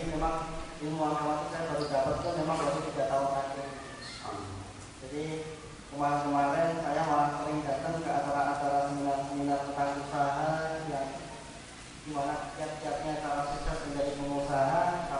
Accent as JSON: {"language": "Indonesian", "town": "Surakarta", "region": "Central Java", "country": "Indonesia", "lives_now": "Jakarta, Indonesia", "said": "saya orang Solo, tapi sekarang tinggalnya di Jakarta."}